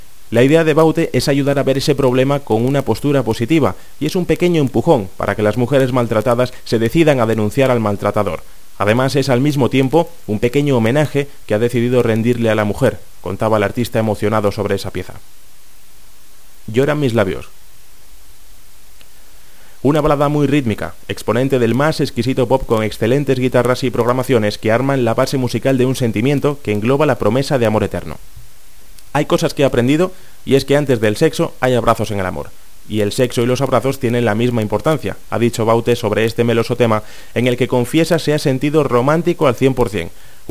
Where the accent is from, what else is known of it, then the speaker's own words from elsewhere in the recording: Venezuela; como los venezolanos somos tan telenoveleros